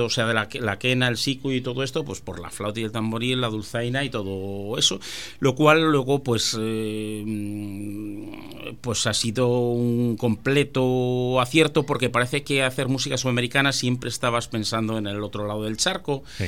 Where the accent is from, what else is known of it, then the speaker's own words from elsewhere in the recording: Zamora, Castile and León, Spain; born there; Sí, nací en Zamora capital, sí.